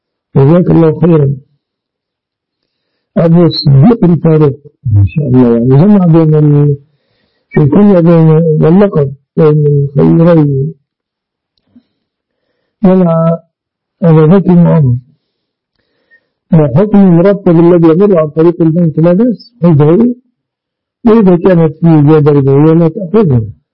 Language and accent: Arabic; Egypt; يسمونها عندنا في مصر سلفتها، سلفتها. هذا يعني الاصطلاح في مصر